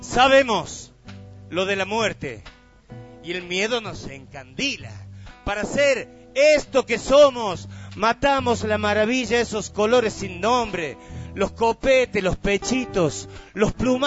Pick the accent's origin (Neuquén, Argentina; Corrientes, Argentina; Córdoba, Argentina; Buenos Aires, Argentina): Córdoba, Argentina; Villa Dolores; En el lugar de donde yo vengo, que es un barrio de Villa Dolores, hace algunos añitos atrás era bastante monte. Yo me he criado jugando en el monte